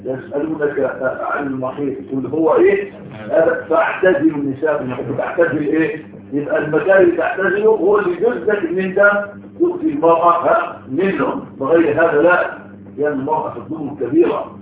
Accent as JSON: {"language": "Arabic", "country": "Egypt", "said": "وعندنا في مصر بيسموه العاده السريه"}